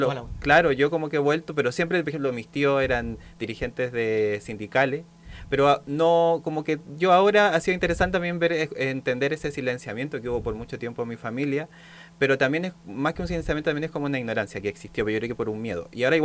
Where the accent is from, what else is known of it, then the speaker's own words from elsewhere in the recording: La Pintana, Santiago Metropolitan Region, Chile; Mi infancia la viví en La Pintana, en la población Pablo de Roca.